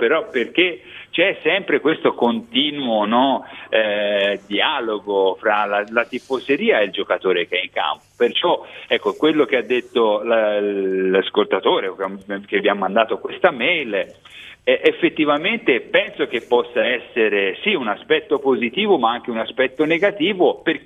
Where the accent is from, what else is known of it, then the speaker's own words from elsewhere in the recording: Florence, Tuscany, Italy; sono cresciuto a Firenze